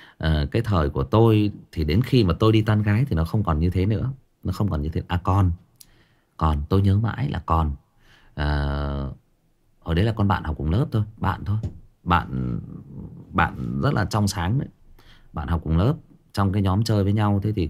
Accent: Thái Nguyên, Thai Nguyen, Vietnam; em sinh ra và lớn lên ở Thái Nguyên, thế nhưng mà quê em tức là ông bà già em là thoát ly lên trên khu gang thép Thái Nguyên này và gặp nhau lấy nhau, thì em được sinh ra và lớn lên ở đây.

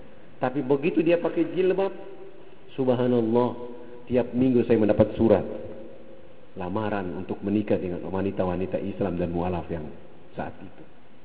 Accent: Papua, Indonesia; Saya berhadapan dengan mereka karena saya orang Irian

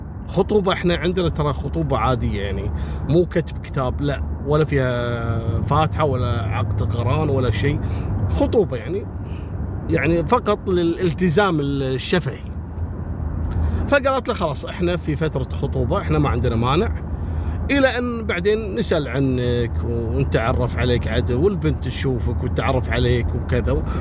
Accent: Kuwait; يعني شفتوا مثل القصص هذه كانت عندنا في الكويت أمر مفزع

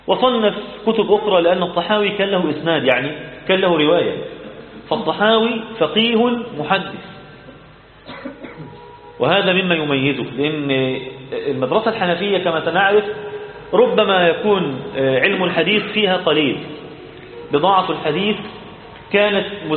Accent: Egypt; إحنا بقى كمصريين طبعا

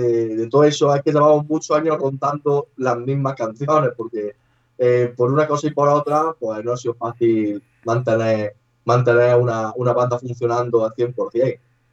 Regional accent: Andalusia, Spain; accent: Andalusian; moved away as an adult; now in Valencia, Spain; En 5 años que llevo aquí no soy muy de que se me peguen los acentos. Además soy un andaluz bastante cerrado hablando.

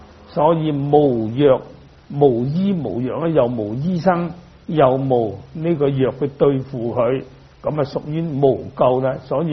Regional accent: Dongguan, Guangdong, China; 我哋鄉下就好多魚塘嘅，咁我本身我係東莞人，咁啊東莞就好多魚塘嘅，條條村都有魚塘嘅。

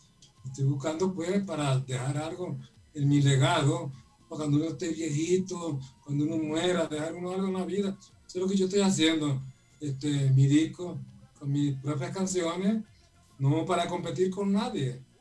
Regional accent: Villanueva, La Guajira, Colombia; se presentan muchos, pero muchos acordeoneros de Villanueva

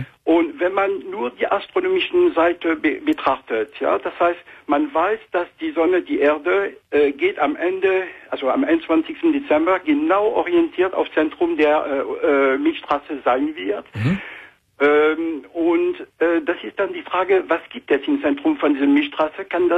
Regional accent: France; German is a second language; moved away as an adult; now in Germany; Ich bin Franzose, lebe schon seit 26 Jahren jetzt in Deutschland.

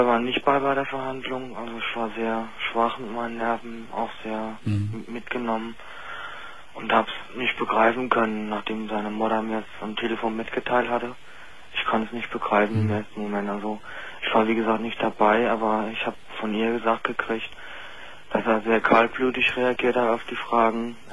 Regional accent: Berlin, Germany; Also ich bin gebürtiger Berliner. Wenn man zwar nicht raushört, aber es ist mal so.

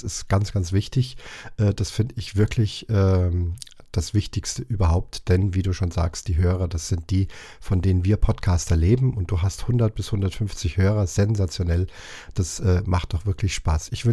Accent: Munich, Bavaria, Germany; Ich komme ja aus München, bin gebürtiger Münchner, dürfte allgemein bekannt sein

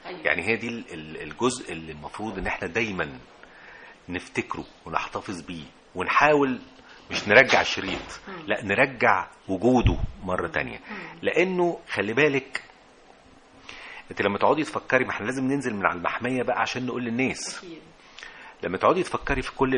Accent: Alexandria, Alexandria Governorate, Egypt; أنا من اسكندرية، وأنا جامعتي كنت في منتصف الثمانينات،

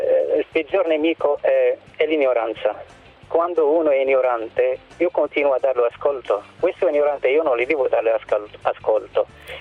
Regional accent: Morocco; Italian is a second language; now in Italy; Vengo dal Marocco, non ho mai visitato un paese arabo

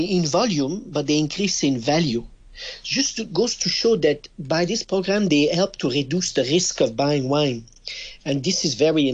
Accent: Quebec, Canada; accent: French; English is a second language; My French accent betrays that I'm from a French country, but I'm actually from Canada. I'm from Quebec.

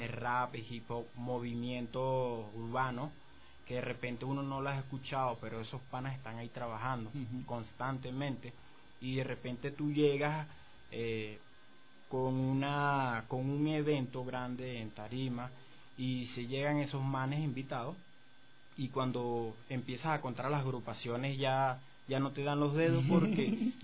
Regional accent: Maracay, Aragua, Venezuela; la ciudad jardín, Maracay, de donde yo vengo, pues

